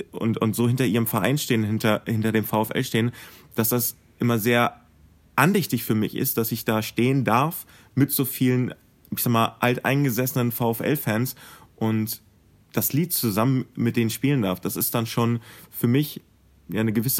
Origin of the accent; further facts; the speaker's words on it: Wolfsburg, Lower Saxony, Germany; also born or lived in Helmstedt; ich fühle mich hier zu Hause. Ich komme zwar gebürtig so aus Helmstedt, also Landkreis Helmstedt, aber ich war halt immer hier. Ich bin hier auf die Schule gegangen und ich hatte halt auch einfach den heimischen Bezug zu Wolfsburg